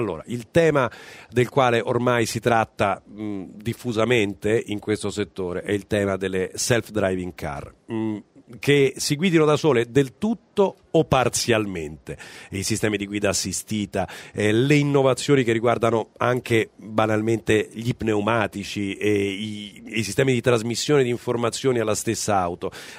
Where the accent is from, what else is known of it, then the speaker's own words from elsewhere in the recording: Bevagna, Umbria, Italy; now in Milan, Italy; se i viaggi che mi faccio 6 volte all'anno per andare nel mio paese in Umbria, da Milano a Bevagna, che ci metto 5 ore